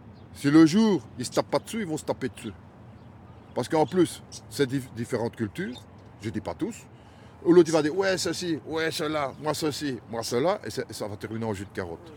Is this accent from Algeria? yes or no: no; Belgium; born there; Moi, je suis parce que je suis né en Belgique.